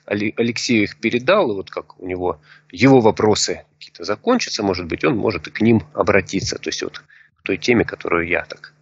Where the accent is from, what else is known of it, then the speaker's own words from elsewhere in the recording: Rostov-on-Don, Rostov Oblast, Russia; я учитель трезвости из Ростова-на-Дону